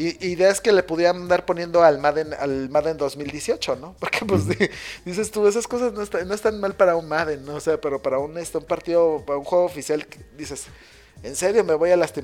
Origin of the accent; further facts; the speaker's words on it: Mexico; los mexicanos quizá no disfrutamos tanto como los americanos, pero sabemos disfrutarlo los que realmente lo apreciamos